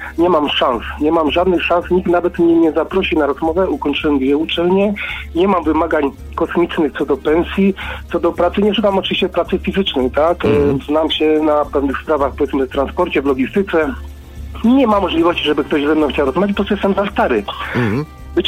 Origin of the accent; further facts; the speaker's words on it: Silesian Voivodeship, Poland; moved away as an adult; jestem grubo po 40, zmieniłem miejsce zamieszkania ze względów rodzinnych, przeniosłem się ze Śląska do Wielkopolski